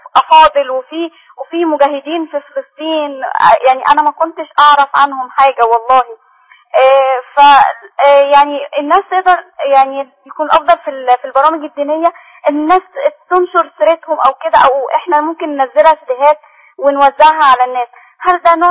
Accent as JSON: {"language": "Arabic", "country": "Egypt", "said": "يعني إحنا مصريين كتير كده"}